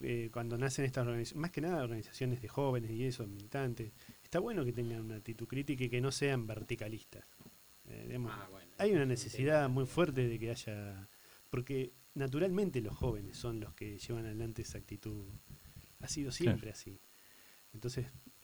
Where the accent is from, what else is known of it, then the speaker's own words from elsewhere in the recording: Tandil, Buenos Aires Province, Argentina; Soy de Tandil, mi señora vivió en Gardey